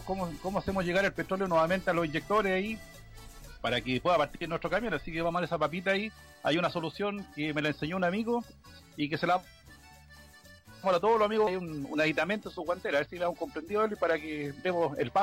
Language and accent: Spanish; Chile; Entonces, como nosotros somos chilenos